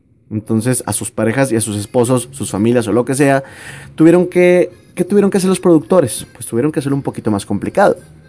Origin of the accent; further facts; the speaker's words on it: Nuevo León, Mexico; accent: norteño; soy norteño, tengo como unas 6 generaciones atrás de mí también de aquí de Nuevo León.